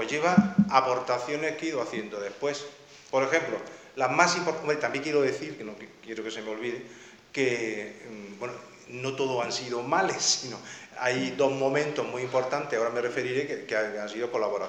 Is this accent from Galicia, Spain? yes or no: no; Alhama de Granada, Andalusia, Spain; yo siempre me he sentido solo, aquí, en mi pueblo, me he sentido solo.